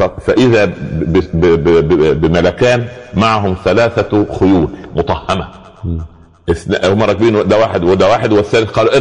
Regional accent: Upper Egypt, Egypt; عندنا في الصعيد على القدر برمة

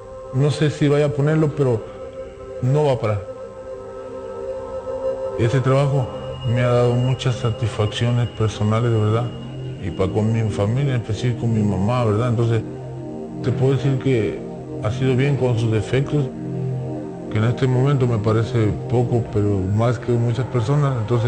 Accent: Veracruz, Mexico; yo vengo de una familia humilde y yo vine de Veracruz para acá con esa ilusión, como todos, de ir para el otro lado. Estuve viviendo en San Diego un par de meses.

